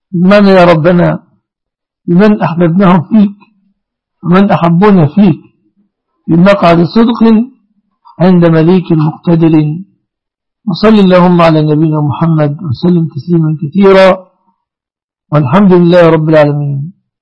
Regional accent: Egypt; اللهم احفظ بلادنا مصر وبلاد المسلمين آمنة ومطمئنة من كل مكروه

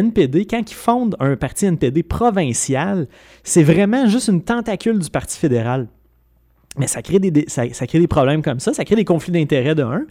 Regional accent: Quebec, Canada; Et je vais même me donner une petite supériorité en tant que Québécois

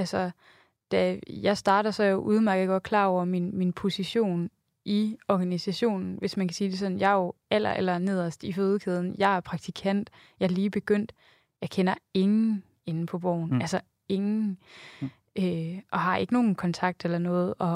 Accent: West Jutland, Denmark; also born or lived in Aarhus; now in Copenhagen, Denmark; Jeg er 27 år gammel. Jeg kommer oprindeligt fra Vestjylland, har læst på Aarhus Universitet og flyttet til København for et år siden.

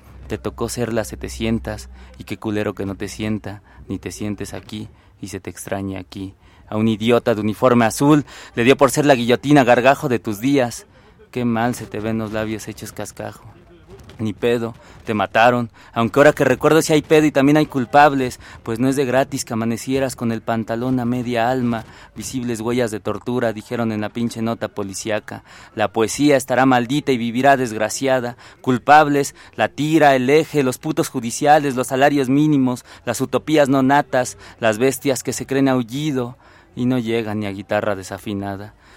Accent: Nezahualcóyotl, State of Mexico, Mexico; yo vengo de Nesa y allá la cuestión de los feminicidios, no solo en Nesa, en todo el Estado de México

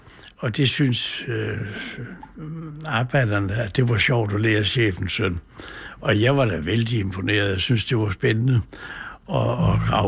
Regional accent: Vejle, Region of Southern Denmark, Denmark; jeg er født i Vejle, vokset op i en forstad, der hedder Mølholm.

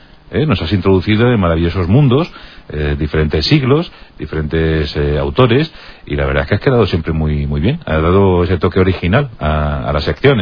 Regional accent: Albacete, Castilla-La Mancha, Spain; yo soy de Albacete

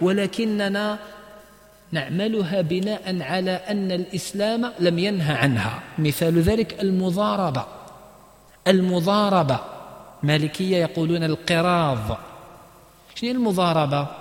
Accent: Algeria; المشكل إحنا عندنا في الجزائر ما يتفقوش على النسبة

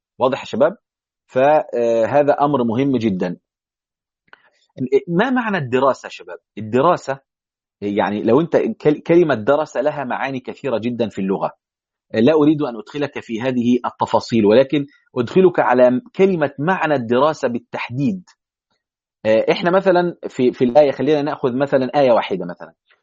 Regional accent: Egypt; يعني حتى في عندنا في مصر يقول لك درس القمح

